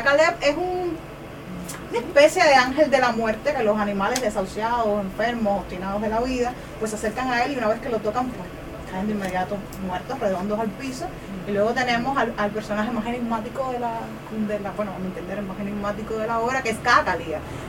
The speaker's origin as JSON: {"language": "Spanish", "country": "Cuba", "said": "de Cuba. Los zoológicos son lugares deprimentes, yo creo que en todos los lugares del mundo, pero en mi país son especialmente deprimentes"}